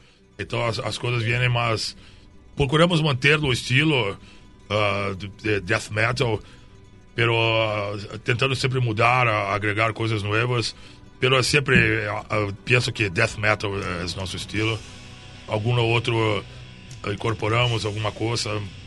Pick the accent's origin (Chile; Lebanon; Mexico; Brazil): Brazil; Spanish is a second language; de Brasil. Es un placer, un honor estar acá.